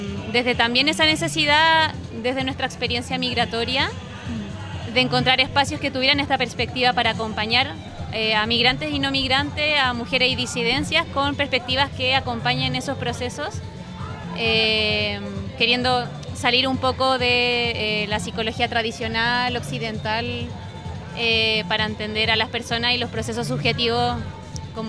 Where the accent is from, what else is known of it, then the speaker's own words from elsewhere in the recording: Chile; nosotras somos psicólogas de Chile, pero no tenemos homologación del título aquí